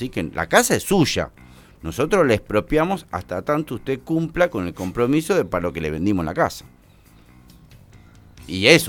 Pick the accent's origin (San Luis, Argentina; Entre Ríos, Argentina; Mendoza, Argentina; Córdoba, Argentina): Córdoba, Argentina; San Javier y Yacanto; Yo vengo de San Javier Yacanto